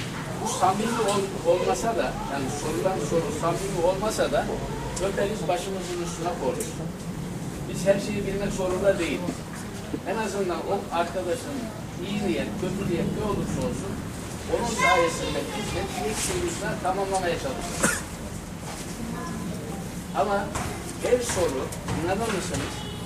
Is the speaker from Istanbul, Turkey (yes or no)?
no; Kayabaşı, Konya, Turkey; born there; İşte ben aslen Konya doğumluyum. Konya'nın Beyşehir'in Kayabaşı köyü var. Ben orada doğdum. Okul yazar olmayan bir ailenin çocuğuyum.